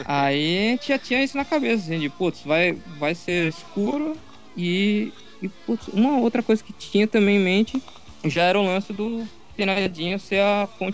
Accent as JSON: {"language": "Portuguese", "town": "Santos", "region": "São Paulo", "country": "Brazil", "said": "Que eu sou de Santos, eu morei lá, né?"}